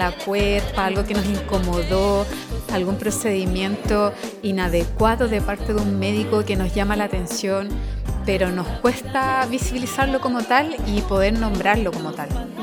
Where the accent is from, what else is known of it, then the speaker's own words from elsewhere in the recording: Valparaíso, Chile; Bueno, hola … feminista porteña.